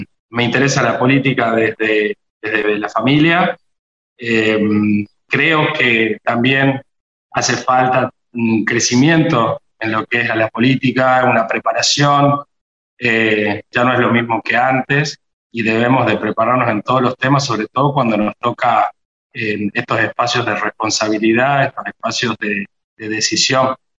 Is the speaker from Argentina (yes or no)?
yes; Catamarca, Argentina; Nací y me crié acá en Catamarca, mi familia es catamarqueña.